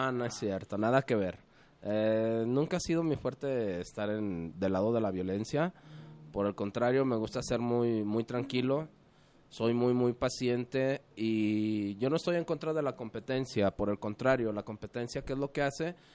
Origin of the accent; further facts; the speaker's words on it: Mexico City, Mexico; born there; Nací por azares del destino en el Distrito Federal.